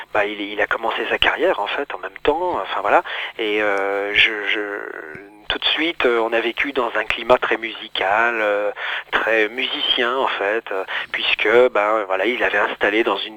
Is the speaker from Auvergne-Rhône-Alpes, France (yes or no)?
yes; Auvergne-Rhône-Alpes, France; Alors moi, je suis de la Loire.